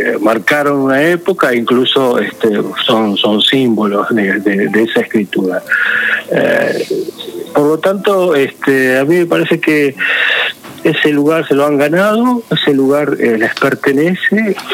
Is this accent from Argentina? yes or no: yes; Rosario, Santa Fe, Argentina; Yo era sido del bar, sí, como todo rosarino